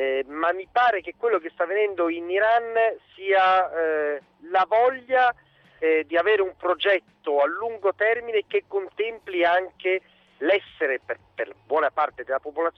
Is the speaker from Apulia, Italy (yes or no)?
no; Genoa, Liguria, Italy; da genovese la coerenza è gratis, quindi non costa nulla